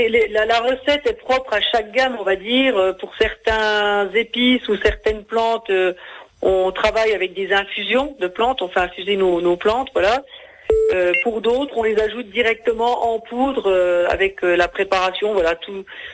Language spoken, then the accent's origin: French; Grand Est, France; Donc moi je suis originaire des Vosges